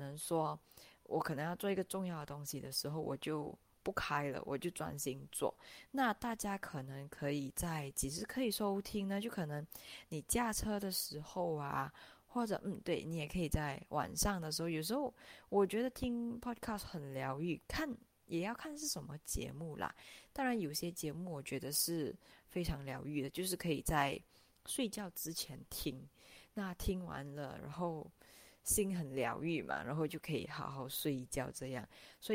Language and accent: Chinese; Malaysia; 然后我来自马来西亚。